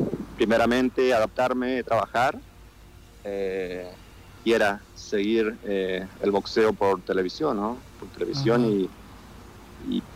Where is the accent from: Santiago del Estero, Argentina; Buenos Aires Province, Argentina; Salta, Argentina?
Santiago del Estero, Argentina; moved away; soy santiagueño, nací en Argentina. Ya tengo 18, 19 años acá, por estos lados. Uh-huh. Y sí me vine de allá, de mi Santiago querido, con mucha maleta llena de sueños.